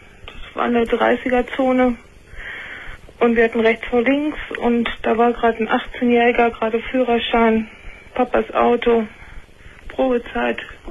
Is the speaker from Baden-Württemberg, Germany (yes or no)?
no; Paderborn, North Rhine-Westphalia, Germany; ich komme aus Paderborn